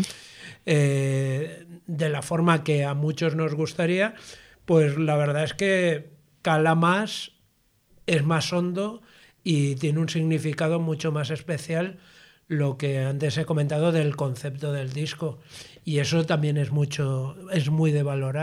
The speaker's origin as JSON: {"language": "Spanish", "town": "Valencia", "region": "Valencian Community", "country": "Spain", "said": "como valenciano y como pretendiente de que donde vivo sea un lugar acogedor, hospitalario"}